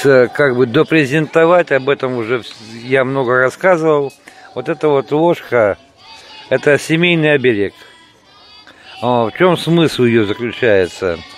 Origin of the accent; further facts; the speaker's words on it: Istra, Moscow Oblast, Russia; born there; Я, в принципе, родился-то здесь, в Москве, в Истре. Так что, можно сказать, я москвич.